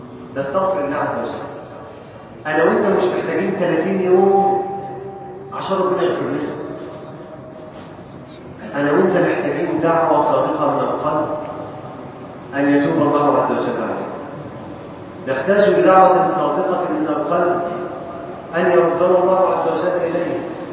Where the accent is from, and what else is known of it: Egypt